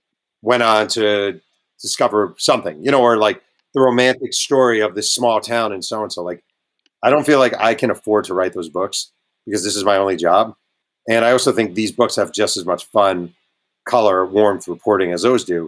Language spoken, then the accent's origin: English; Mayo Pack, United States; I always try to do an event at the local bookstore in my hometown of Mayo Pack.